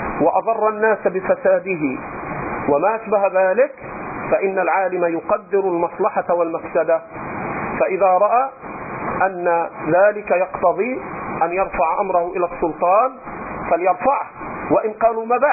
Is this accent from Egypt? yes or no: yes; Upper Egypt, Egypt; أنا رجل صعيدي، هذا طبعي، حتى جدودي وأهلي إلى الآن عندهم شيء من الحاجز